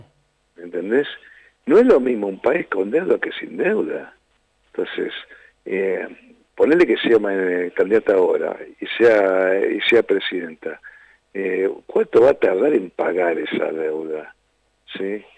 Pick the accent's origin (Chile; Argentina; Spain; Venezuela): Argentina; Haedo, Buenos Aires Province; Yo soy de Aedo, de Racing. Y peronista